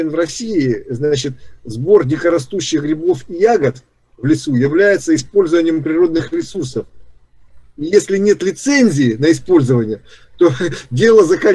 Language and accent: Russian; Ukraine; born there; У меня мама, допустим, родилась в Ереване. Я сам родился в Украине.